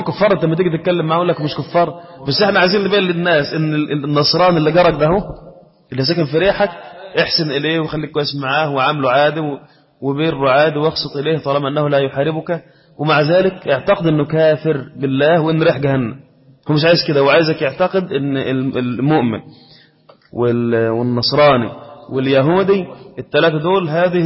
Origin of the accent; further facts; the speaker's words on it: Egypt; كان عندنا في مصر هنا رئيس القضاء